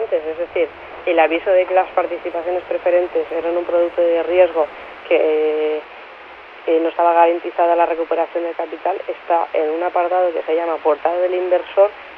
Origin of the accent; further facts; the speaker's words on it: Mataró, Catalonia, Spain; Yo soy de Mataró, que es sede de Caixa Laietana